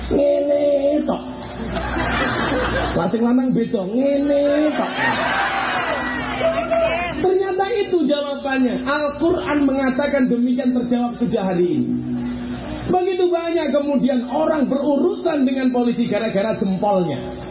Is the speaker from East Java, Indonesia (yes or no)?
yes; Blitar, East Java, Indonesia; Saya dari Blitar, saya terbang ke Jakarta, pulang Surabaya.